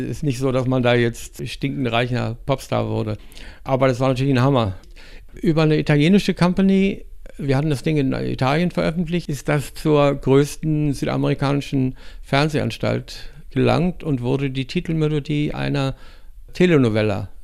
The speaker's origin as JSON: {"language": "German", "town": "Rügen", "region": "Mecklenburg-Vorpommern", "country": "Germany", "tie": "born there", "said": "Die Melodie kommt so aus meiner Gegend, von der Insel Rügen, wo ich geboren bin."}